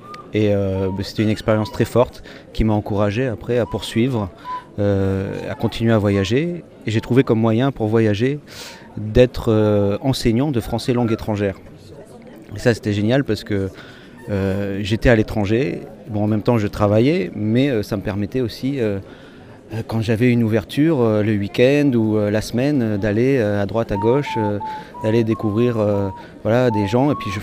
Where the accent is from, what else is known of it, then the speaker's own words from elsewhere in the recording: Dunkirk, Hauts-de-France, France; Je viens de Dunkerque, à l'extrémité de notre hexagone. J'ai grandi là-bas, sur la côte de la mer du Nord, face à l'horizon, aux embruns, etc.